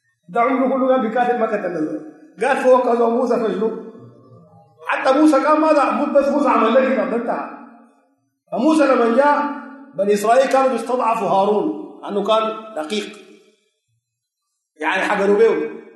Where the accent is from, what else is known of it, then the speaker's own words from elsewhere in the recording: Sudan; زي سين عندنا في السودان